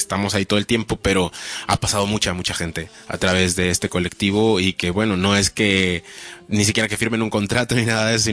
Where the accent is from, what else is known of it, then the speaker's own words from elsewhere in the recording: Mexico; yo soy de México y nací allá. Y pues desde allá empecé con estas movidas.